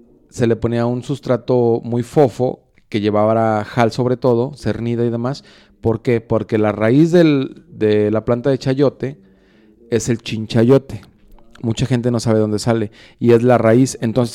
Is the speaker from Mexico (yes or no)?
yes; Juanacaxtle, Mexico; now in Guadalajara, Mexico; cuando era niño en el rancho en Juanacaxtle, que aprovechábamos o se aprovechaba todo el espacio para sembrar diferentes cosas en el mismo cultivo, en el mismo terreno.